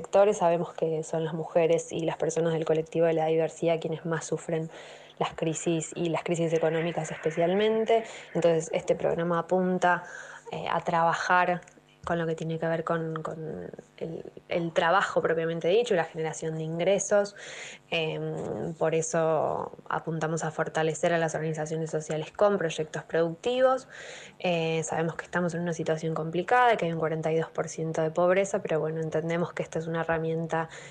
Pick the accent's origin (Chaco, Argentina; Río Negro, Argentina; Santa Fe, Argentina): Río Negro, Argentina; Bariloche; moved away as an adult; now in Buenos Aires, Argentina; estoy formada casi que íntegramente en la escuela pública. Soy de Bariloche, allí fui a un jardín público, después a la escuela pública, a un secundario público de gestión privada, y después tuve la oportunidad de venir a Buenos Aires a estudiar en la universidad